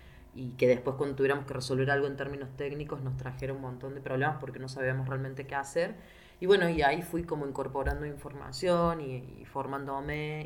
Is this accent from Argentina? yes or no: yes; Argentina; yo soy de Argentina